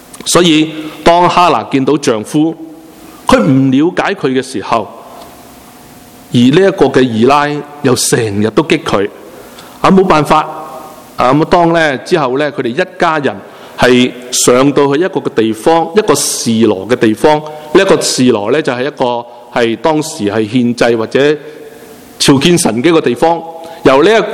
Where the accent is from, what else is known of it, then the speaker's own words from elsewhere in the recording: China; 好像我们中国人一哭二闹三上吊，通常是三样吓人的，不是真的。